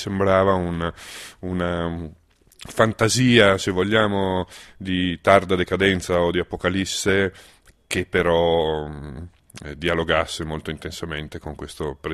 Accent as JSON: {"language": "Italian", "town": "Venice", "region": "Veneto", "country": "Italy", "tie": "born or raised there", "said": "E allora l'idea di una città, che poi è la mia città, io sono cresciuto a Venezia"}